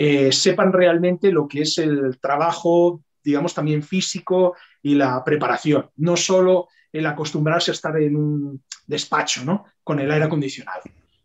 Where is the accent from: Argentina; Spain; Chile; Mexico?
Spain; Tarragona, Catalonia; que no, que soy de Tarragona.